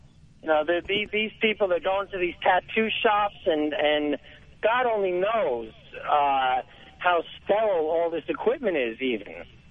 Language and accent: English; East Coast, United States; now in Los Angeles, United States; I'll tell you what I tell people out here since I am from the East Coast.